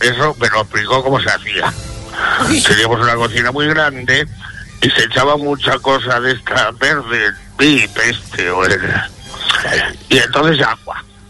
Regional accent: Manacor, Balearic Islands, Spain; porque yo soy mallorquín, yo nací en Manacor, ¿cierto?

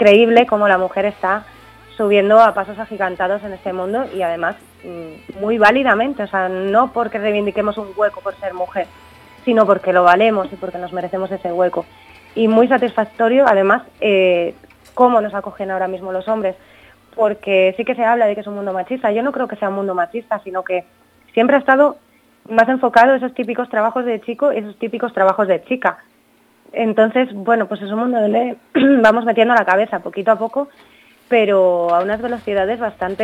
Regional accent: Laguna de Duero, Castile and León, Spain; tengo una asociación aquí en Laguna de Duero, en mi pueblo

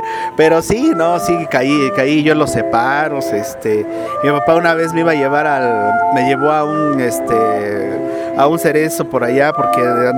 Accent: Tlalnepantla, State of Mexico, Mexico; Por decreto soy de aquí, del Distrito Federal. Aquí estoy finalmente registrado. Mi niñez me la pasé en Tlanepantla, ya en la colonia La Presa. Y de ahí a varios lugares, hasta caer a Pachuca, Tizayuca, Ciudad Neza.

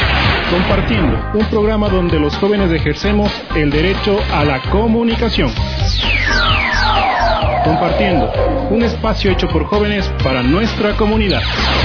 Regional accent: Ecuador; para los que somos más ecuatorianos

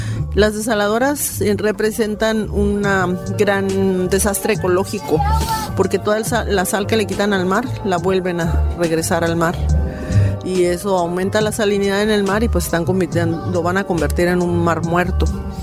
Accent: Mexicali, Baja California, Mexico; vengo de Mexicali, Baja California.

